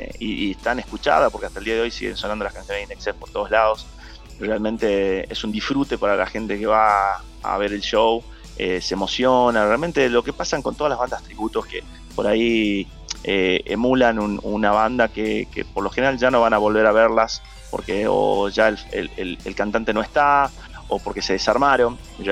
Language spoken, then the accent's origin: Spanish; Tucumán, Argentina; Claro, venimos del interior y venimos de Tucumán, y es raro porque nosotros siempre estamos muy asociados al folclore, a esta música tan típica del norte